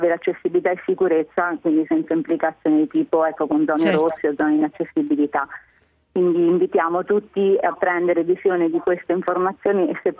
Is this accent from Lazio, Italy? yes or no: no; Ascoli Piceno, Marche, Italy; sono di Ascoli Piceno, quindi sono proprio nella zona, nel cratere sismico.